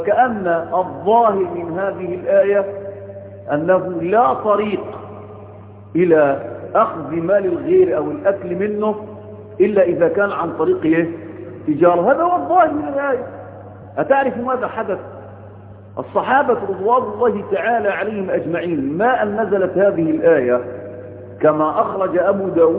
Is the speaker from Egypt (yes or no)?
yes; Egypt; ليس عندنا في مصر أزمة مساكن